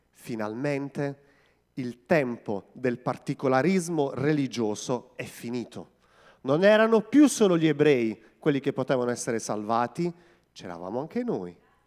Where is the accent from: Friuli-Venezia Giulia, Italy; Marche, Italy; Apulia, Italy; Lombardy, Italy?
Apulia, Italy; Terlizzi; perché io sono di Terlizzi, quindi venivo in chiesa a Modugno